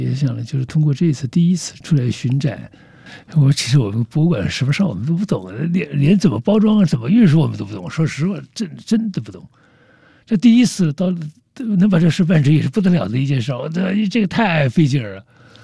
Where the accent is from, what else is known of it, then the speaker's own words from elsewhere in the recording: Jiangxi, China; now in Lhasa, China; 只有那个春节的时候又回到我的老家江西